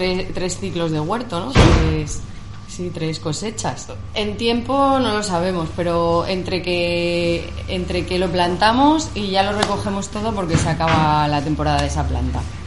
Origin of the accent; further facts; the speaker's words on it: Madrid, Community of Madrid, Spain; now in Valencia, Spain; soy de profesión neuropsicóloga, soy de Madrid y vine a vivir a Valencia hace un par de años.